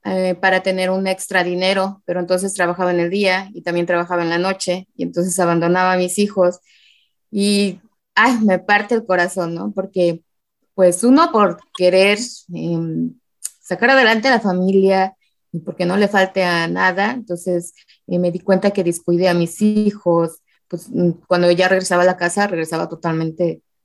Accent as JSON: {"language": "Spanish", "region": "Morelos", "country": "Mexico", "tie": "born or raised there", "also_born_or_lived": "State of Mexico", "said": "Soy originaria del Estado de México, pero mi mamá decidió llevarme muy pequeña a Morelos, entonces me considero morelense"}